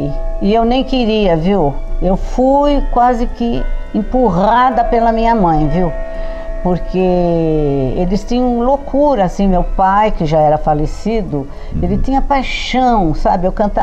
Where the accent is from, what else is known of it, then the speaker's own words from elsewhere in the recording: São Paulo, Brazil; born there; Eu nasci em São Paulo mesmo, nasci no Brás. Na época que eu nasci, ele era tido como um bairro de artistas.